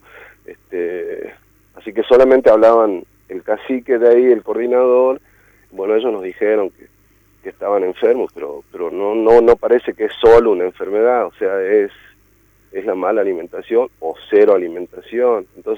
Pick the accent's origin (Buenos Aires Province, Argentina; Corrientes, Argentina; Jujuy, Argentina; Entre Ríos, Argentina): Jujuy, Argentina; yo nací acá en Jujuy, pero ya es parte de los valles, en la infancia tuve eso